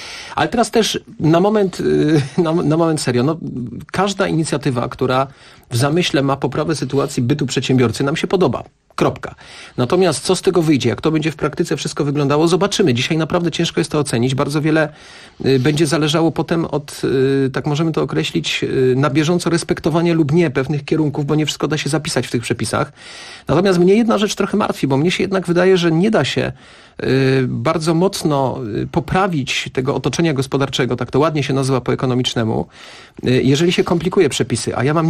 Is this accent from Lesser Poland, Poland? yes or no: yes; Kraków, Lesser Poland, Poland; now in Warsaw, Poland; mówiłeś, Kasiu, że jestem z Krakowa, ale ja akurat jestem tym Krakowianiem, który naprawdę Warszawę lubi i mnie tu jest dobrze.